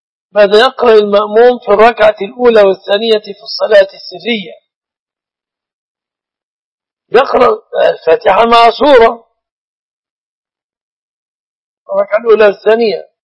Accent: Egypt; القائمة في بلادنا مصر تنقسم إلى أو تتضمن جزءا يأتي به الزوج وجزءا تأتي به الزوجة

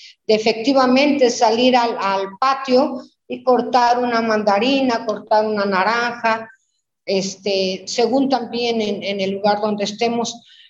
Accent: Veracruz, Mexico; now in Mexico City, Mexico; Aquí había unos compañeros de mi pueblo, de Veracruz, que decían, tú qué hablas si tú estás en la ciudad más grande del mundo

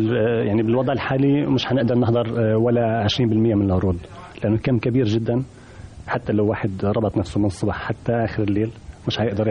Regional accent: Cairo, Cairo Governorate, Egypt; أنا كنت في القاهرة لفترة طويلة وأنا ابن القاهرة.

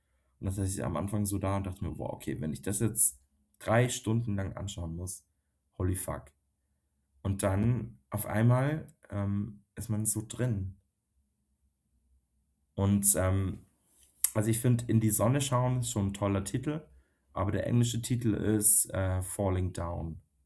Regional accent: Bavaria, Germany; ab einem gewissen Punkt bei mir hat es geschnackelt, sagt man bei uns in Bayern so.

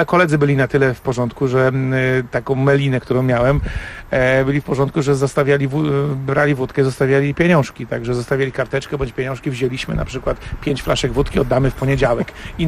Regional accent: Wągrowiec, Greater Poland Voivodeship, Poland; Tak, urodziłem się w Wągrowcu. To jest taka miejscowość w granicach 30 tysięcy mieszkańców.

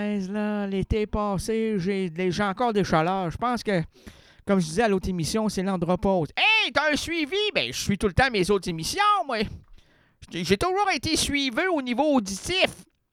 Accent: Quebec, Canada; J'suis un Québécois moyen qui travaille dans un...

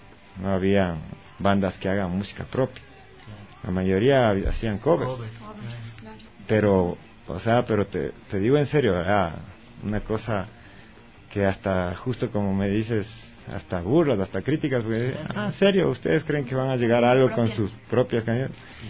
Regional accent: Latacunga, Cotopaxi, Ecuador; gente de Cotopaxi, ¿no? Yo soy de la Tacunga.

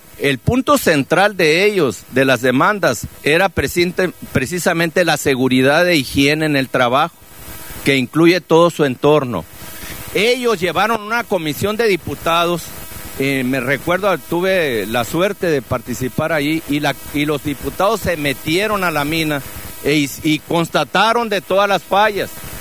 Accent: Cananea, Sonora, Mexico; Aparte soy de Cananea, conozco toda la contaminación que hay en Cananea

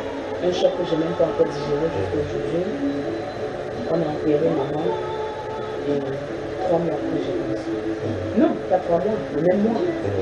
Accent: Yaoundé, Centre, Cameroon; Et je suis arrivée à Yaoundé parce que je suis née et grandie à Yaoundé. C'est le mariage qui m'a déporté ce doigt-là.

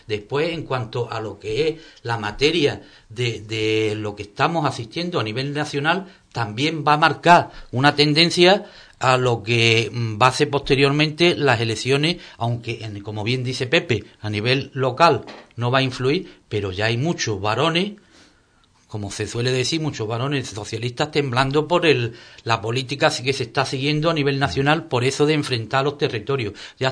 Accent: Andalusia, Spain; yo me siento tan español y me siento español si voy a Barcelona como si estoy aquí en Andalucía, y me siento andaluz.

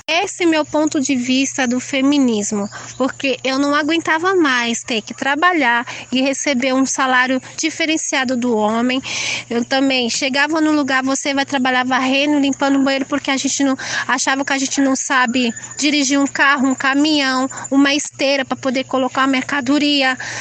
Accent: São Paulo, Brazil; Aí eu não acostumei com essa possibilidade, porque eu nasci e cresci em São Paulo.

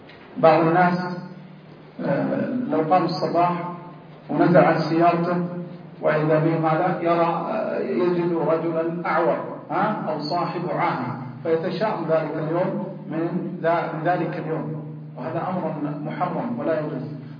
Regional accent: Hejaz, Saudi Arabia; يسمون عندنا في الحجاز هنا الحول

